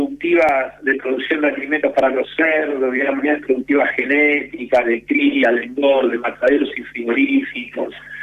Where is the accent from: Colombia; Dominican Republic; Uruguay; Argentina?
Argentina; no vemos el mar nosotros como argentinos